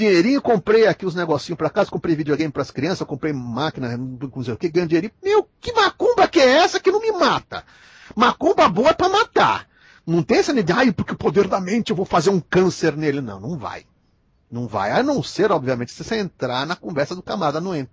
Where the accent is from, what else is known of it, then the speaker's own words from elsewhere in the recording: Minas Gerais, Brazil; Mineirinho, mineiro que também sou mineiro, mineirinho